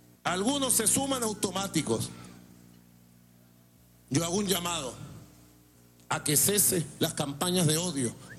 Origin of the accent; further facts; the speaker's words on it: Venezuela; todos somos venezolanos